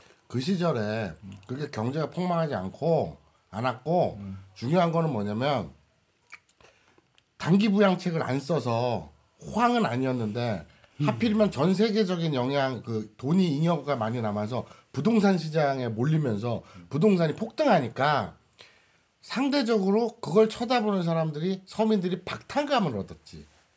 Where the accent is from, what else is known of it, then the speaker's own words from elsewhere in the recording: South Korea; 나는 그러니까 우리 한국 사람들 특유의 아까 그 절묘한 황금 비율 뭐 이거 있잖아.